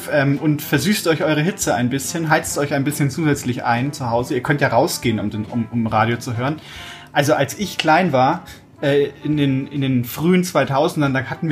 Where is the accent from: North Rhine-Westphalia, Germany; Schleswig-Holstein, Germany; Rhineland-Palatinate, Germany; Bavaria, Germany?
Bavaria, Germany; Fürth; Ich bin ja in Fürth geboren auch und habe da ja auch lang gewohnt und mich sehr wohl gefühlt dort